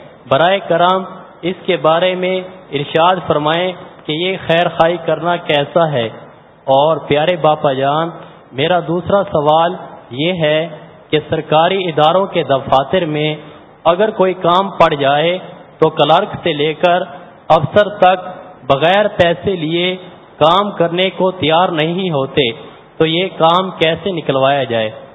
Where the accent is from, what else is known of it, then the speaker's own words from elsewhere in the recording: Mailsi, Punjab, Pakistan; میرا تعلق میلسی سے ہے.